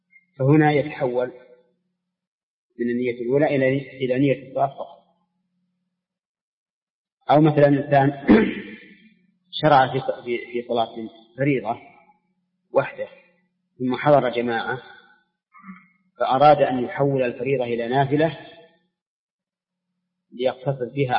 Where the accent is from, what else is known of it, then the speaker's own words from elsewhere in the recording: Saudi Arabia; متأخر عن بلادنا السعودية